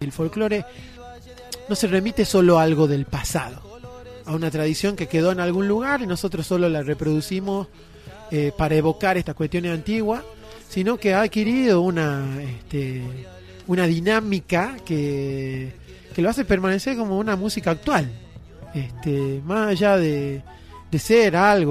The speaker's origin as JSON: {"language": "Spanish", "region": "Tucumán", "country": "Argentina", "tie": "born there", "lives_now": "Luyaba, Argentina", "said": "soy tucumano de nacimiento, he tenido la suerte, creo, de haber vivido en muchos lugares y vivo actualmente en Luyaba"}